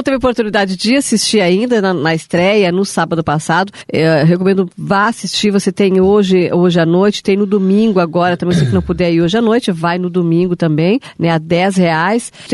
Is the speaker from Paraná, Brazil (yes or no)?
yes; Foz do Iguaçu, Paraná, Brazil; Eu sou de Foz do Iguaçu, meus projetos deram certo aqui.